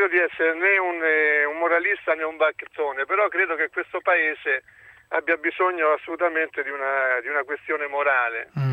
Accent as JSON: {"language": "Italian", "region": "Abruzzo", "country": "Italy", "said": "questa sorta di solidarietà io come abruzzese l'ho vissuta sulla mia pelle"}